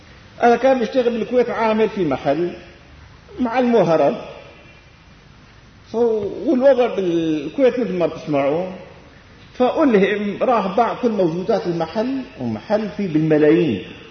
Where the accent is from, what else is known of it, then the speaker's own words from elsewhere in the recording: Damascus, Damascus Governorate, Syria; ما إني ابن الشام، في بالشام ملايين